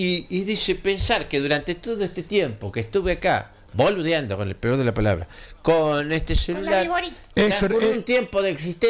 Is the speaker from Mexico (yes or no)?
no; Uruguay; en silencio, como todo uruguayo, luego de una emoción tan grande, se queda callado